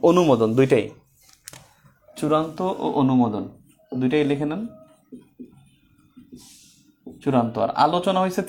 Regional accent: Bangladesh; নাগরিক হিসেবে আমরা বাংলাদেশি, আর জাতীয়তা হিসেবে বাঙালি

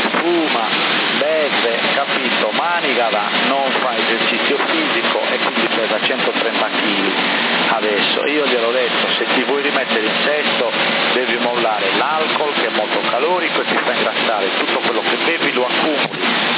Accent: Bonorva, Sardinia, Italy; ma sono originari del mio paese di Bonorra, capito?

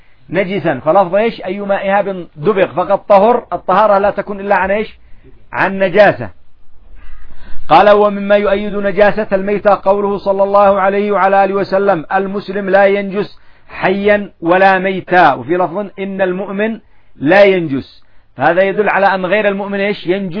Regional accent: Yemen; الفدرة هذه ايش عندنا في اليمن؟ الفدرة الخبز، قطعة الخبز اصلا لغة عامية لكن لها اصل

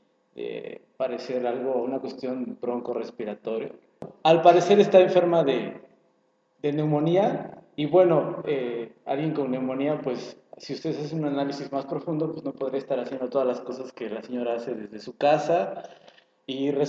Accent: Mexico; Y como mexicanos nos conviene que gane

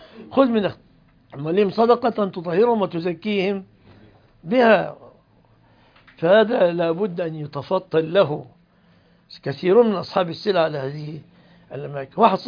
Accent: Egypt; وعندنا في مصر اللي عنده سيارة ما يسمى فقير في الغالب

